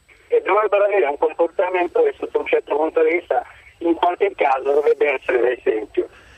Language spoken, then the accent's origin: Italian; Rome, Lazio, Italy; io sono romano